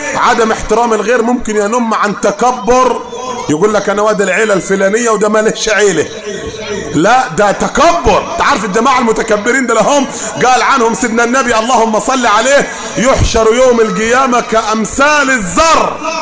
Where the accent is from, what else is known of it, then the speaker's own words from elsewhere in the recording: Upper Egypt, Egypt; مع ان المثل ده احنا مش معترفين به عندنا في الصعيد